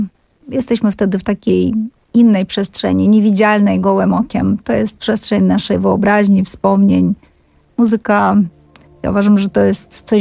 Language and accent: Polish; Georgia; ja się wychowałam w byłym Związku Radzieckim, więc w szkole rozmawialiśmy w języku rosyjskim. Również była lekcja języka gruzińskiego, ale babcia zawsze mówiła, że słuchaj, musisz pamiętać, że jednym z języków ważnych w naszej rodzinie jest język ormiański